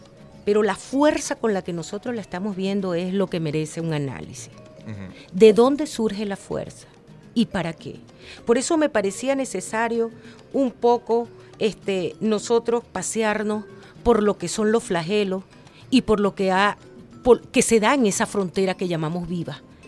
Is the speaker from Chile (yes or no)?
no; Venezuela; Terminamos siendo los venezolanos los victimarios